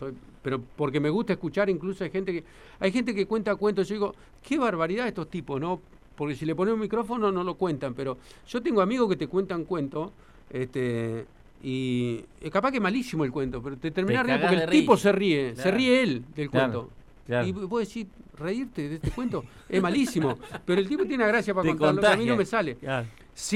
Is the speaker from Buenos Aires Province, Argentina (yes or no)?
no; Victorica, La Pampa, Argentina; born there; yo soy nacido en Vitorica